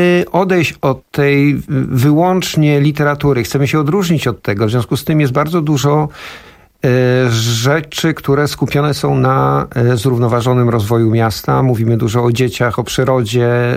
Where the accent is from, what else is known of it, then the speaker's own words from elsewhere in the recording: Szczebrzeszyn, Lublin Voivodeship, Poland; born there; bo ja się urodziłem w Szczebrzeszynie.